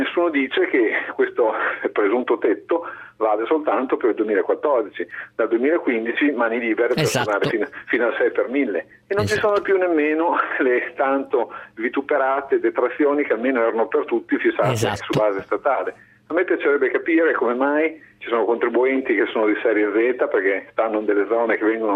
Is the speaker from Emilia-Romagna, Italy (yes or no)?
yes; Bologna, Emilia-Romagna, Italy; Io, ad esempio, sono di Bologna